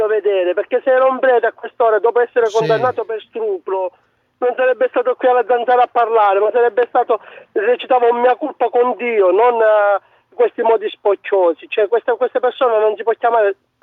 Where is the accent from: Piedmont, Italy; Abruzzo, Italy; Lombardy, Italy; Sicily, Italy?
Sicily, Italy; Sì, io sono siciliano di Agrano Catania.